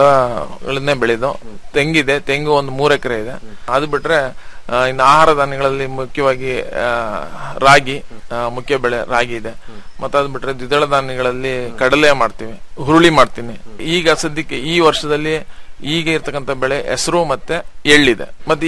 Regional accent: Shribidre, Karnataka, India; ನಂದು ಶ್ರೀಬಿದ್ರೆ ಅಂತ ಹೇಳ್ಬಿಟ್ಟು, ಕಡೂರು ತಾಲೂಕು, ಸಕರೆಪಟ್ಟಣ ಹೋಬಳಿ.

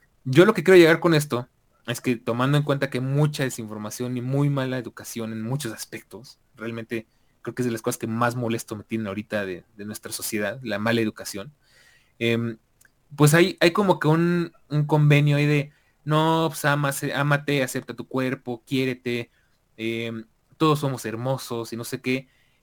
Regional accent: Mexico; como latinoamericanos y más como mexicanos

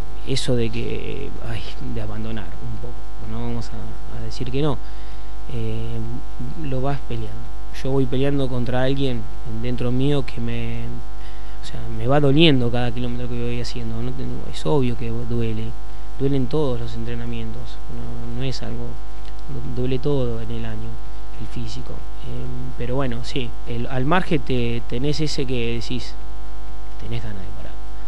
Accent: Necochea, Buenos Aires Province, Argentina; now in Saladillo, Argentina; Sí, yo soy de Necochea, ya lo tengo a Saladillo muy incorporado. Hace 10 años que estoy acá, la verdad yo estoy en Azul

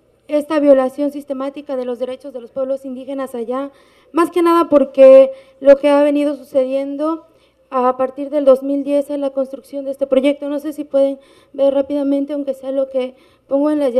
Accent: Veracruz, Mexico; yo soy indígena náhuatl de la Sierra de Songolica, Veracruz

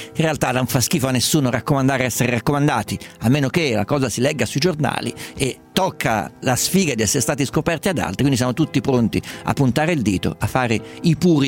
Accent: Perugia, Umbria, Italy; Guarda, io vengo da Perugia, tesoro, io vengo da Perugia

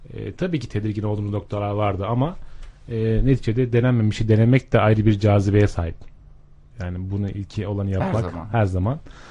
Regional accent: Erzurum, Turkey; Ben daha önce Erzurum'da görev yapıyordum ve Erzurumluyum.

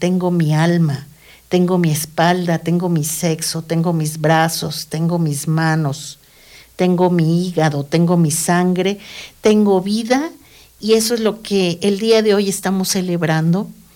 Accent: Mexico City, Mexico; Aquí lo que me ha tocado vivir desde que salí de la Ciudad de México y radicar acá

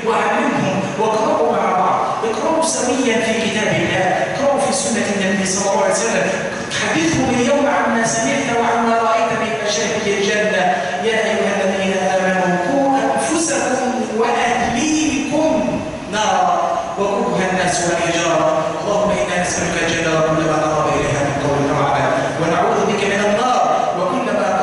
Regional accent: Egypt; اللهم اجعل بلادنا مصر أمنا أمانا، سخاء رخاء

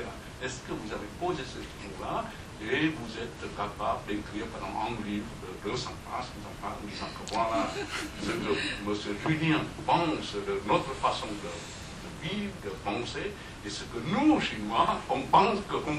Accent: Vietnam; vietnamien, et puis … chinois, mais en fait je suis vietnamien.

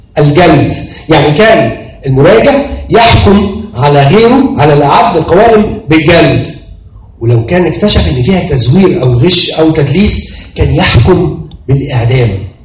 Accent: Egypt; ان الاستثمار ما يجيش عشان ما فيش مهنه منظمه عندنا في مصر.

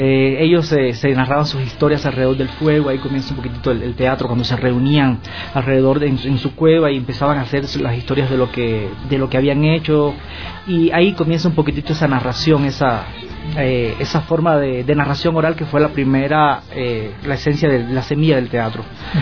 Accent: Cuba; now in Ecuador; de la hermana República de Cuba. Sí, es cierto, nací allá, me crié allá, pero vivo ya 7 años y medio en Ecuador. Y tu país estuvo a bien concederme la nacionalidad, así que me considero cubano-ecuatoriano

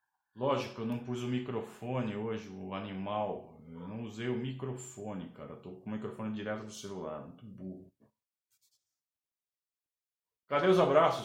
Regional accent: Sorocaba, São Paulo, Brazil; Eu falei de propósito, só de sacanagem, porque eu sou de Sorocaba, eu sei disso.

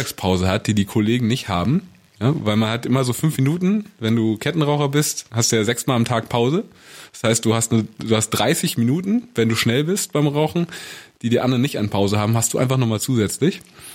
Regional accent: Berlin, Germany; now in Hamburg, Germany; Erstmal Ossi und dann Berliner.

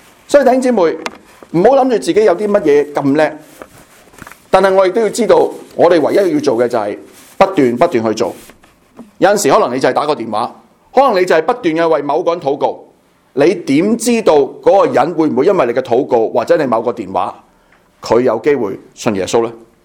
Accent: Hong Kong; 我是香港人来的，我第一句已经说我是香港人来的

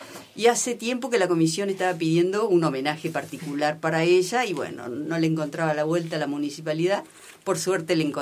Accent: Barranca de los Loros, Río Negro, Argentina; de Barranca de los Loros.

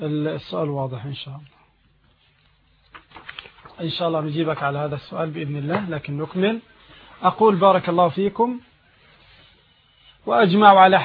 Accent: Egypt; لكن تقريبا عندنا في مصر الآن بـ150 تقريبا

